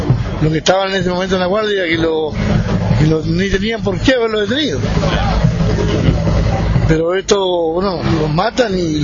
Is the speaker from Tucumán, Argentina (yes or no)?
no; Epuyén, Chubut, Argentina; nosotros somos de Epuyén